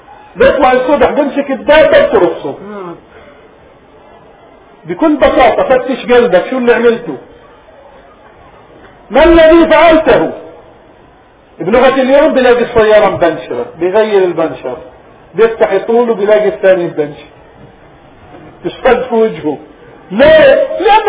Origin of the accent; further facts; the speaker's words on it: Palestine; توفي في بلادنا فلسطين، قالوا وقبره ربما يكون في الأغوار من بلادنا